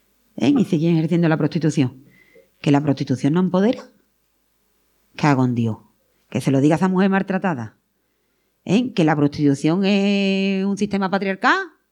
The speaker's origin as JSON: {"language": "Spanish", "region": "Andalusia", "country": "Spain", "said": "Como pasa, por ejemplo, en los barrios de mi pueblo, en los barrios de allí de Sevilla, no mucho."}